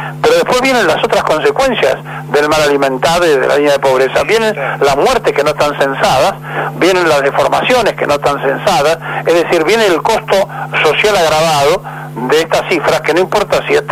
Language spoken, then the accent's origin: Spanish; Argentina; nos está pasando a nosotros como argentinos